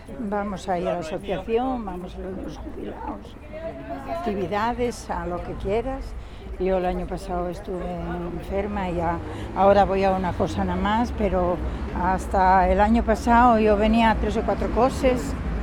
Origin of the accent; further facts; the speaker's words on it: Mieres, Asturias, Spain; born there; now in Gijón, Spain; yo me gustaba Oviedo, yo soy de Mieres nacida, ¿eh?